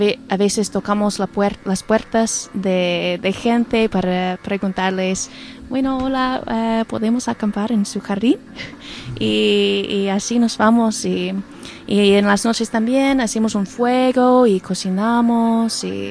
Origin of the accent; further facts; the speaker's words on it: United States; Spanish is a second language; soy de los Estados Unidos